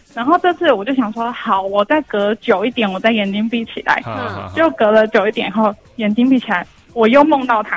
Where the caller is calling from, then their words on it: Taoyuan, Taiwan; 我是桃园的